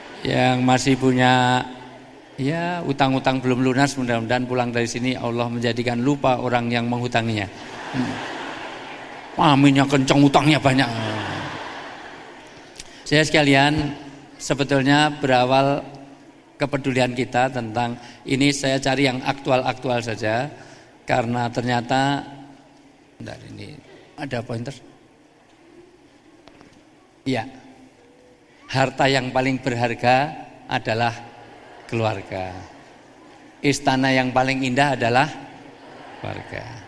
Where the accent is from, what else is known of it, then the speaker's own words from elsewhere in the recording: Java, Indonesia; Mohon maaf saya dahulukan yang tua, karena saya orang Jawa.